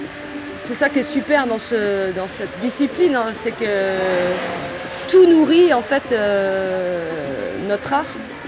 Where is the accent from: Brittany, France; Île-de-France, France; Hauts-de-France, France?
Brittany, France; born there; Je suis née dans une région qui s'appelle la Bretagne.